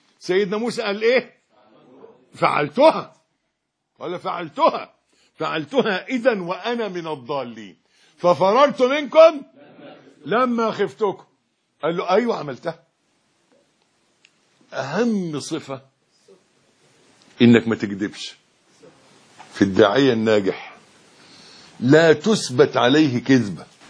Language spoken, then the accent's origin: Arabic; Egypt; احنا برضو احنا مصريين زي بعض